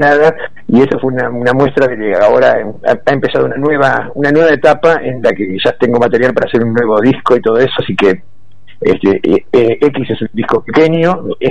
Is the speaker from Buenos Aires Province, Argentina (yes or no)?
yes; Villa Gesell, Buenos Aires Province, Argentina; yo soy de Villa Gesell, que bueno, mucho más chico que Tres Arroyos